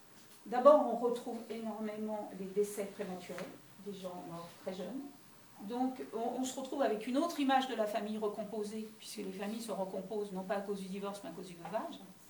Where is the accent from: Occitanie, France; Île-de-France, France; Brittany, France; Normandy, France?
Île-de-France, France; Paris; born there; Or, il se trouve que je suis née en avance, donc je suis née à Paris.